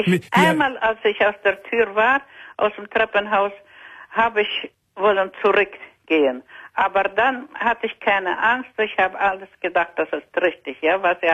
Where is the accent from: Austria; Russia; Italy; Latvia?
Russia; German is a second language; Ich Ich komme aus Russland, ja?